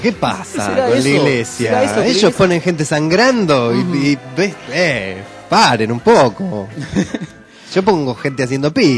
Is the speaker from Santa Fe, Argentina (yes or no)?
no; Buenos Aires, Argentina; born there; also born or lived in Córdoba; Yo nací en Buenos Aires y hacía 20 años que vivía en Córdoba.